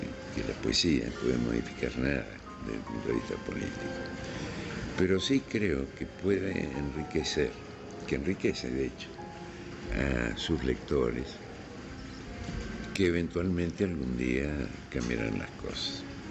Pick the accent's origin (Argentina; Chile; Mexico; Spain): Argentina; born there; Yo pertenezco a una familia ucraniana, yo soy el único argentino. Y mi hermano mayor, ya ellos se emigraron a la Argentina, donde yo nací.